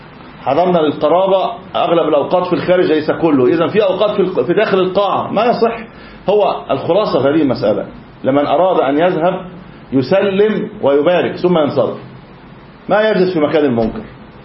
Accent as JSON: {"language": "Arabic", "country": "Egypt", "said": "انا مش عارف احنا عقويين كمصريين يعني"}